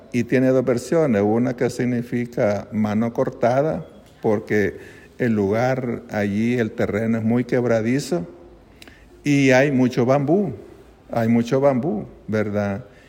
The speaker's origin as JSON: {"language": "Spanish", "country": "El Salvador", "said": "que formamos en aquellos años del 82 en mi país."}